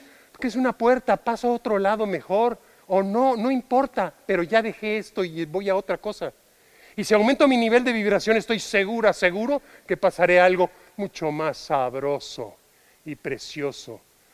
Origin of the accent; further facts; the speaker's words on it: Mexico; Yo soy mexicano. Yo no pertenezco a España más que en amor.